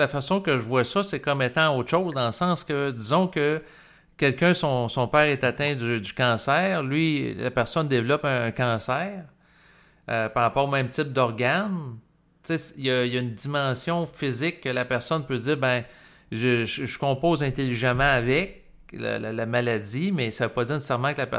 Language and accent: French; Quebec, Canada; ici, le sexe était mal vu au Québec. Mes parents étaient très religieux.